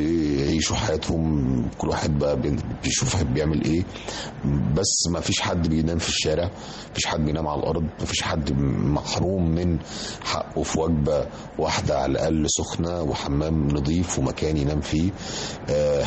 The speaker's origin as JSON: {"language": "Arabic", "country": "Egypt", "said": "إحنا عندنا في مصر طبعا أقدم معرض دولي للكتاب في المنطقة كلها"}